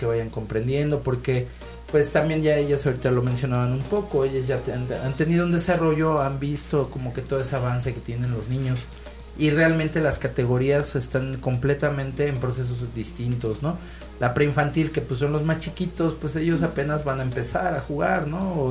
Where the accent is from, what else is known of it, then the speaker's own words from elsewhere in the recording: Mexico; Parece que somos mexicanos. Entonces, no hay imposibles ahí.